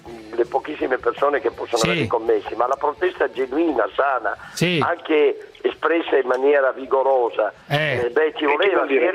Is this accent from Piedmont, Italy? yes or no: yes; Turin, Piedmont, Italy; Certamente, sai, io vengo da Torino